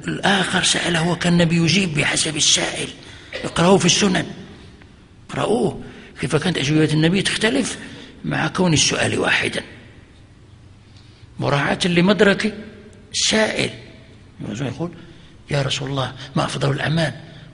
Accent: Fez, Fès-Meknès, Morocco; وكان عندنا في فاس

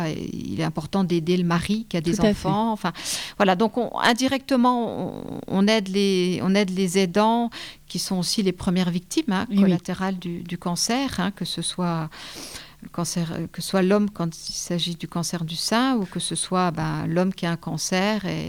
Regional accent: Épinal, Grand Est, France; Je parle pour Épinal parce que je suis d'Épinal.

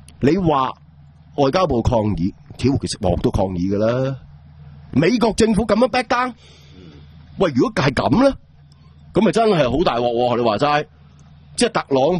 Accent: Hong Kong; 我哋香港人

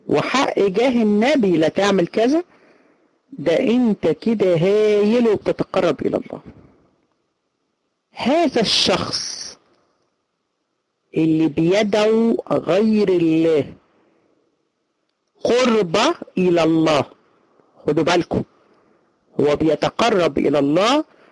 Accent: Egypt; احنا عندنا في مصر الامية 60%، 60% في مصر لا يقرأوا ولا يكتبوا

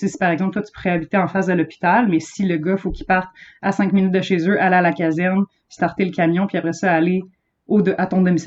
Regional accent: La Tuque, Quebec, Canada; si tu vas à la TUC, ma ville natale

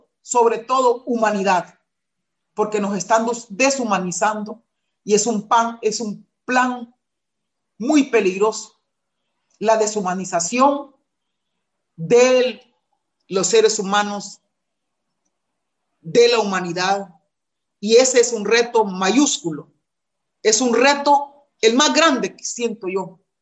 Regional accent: Honduras; Ese es un plan macabro para el tercer destierro del pueblo garífuna. Y tenemos que enfrentar eso, y las mujeres estamos enfrentándolo.

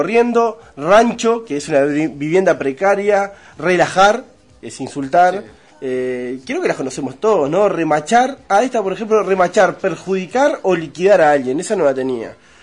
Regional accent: Uruguay; Vamos a hablar de las palabras que nos identifican como uruguayos, esas palabras que de repente cuando vamos a Argentina, el país más parecido a nosotros, nos escuchan y se dan cuenta que somos uruguayos.

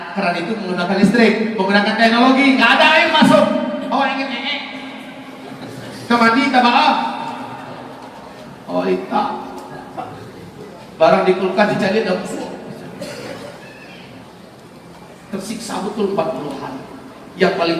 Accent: West Sumatra, Indonesia; accent: Minang; Nah masalahnya saya Minang kalau ngomong ciri khas Minangnya ke bawah. Nah sudah lancar lah di bahasa Indonesia saya.

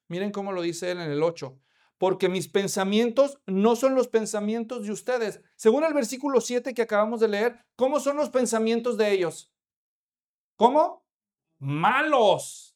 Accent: Mexico; Imagínate que vas a un cementerio allá en México, yo soy mexicano

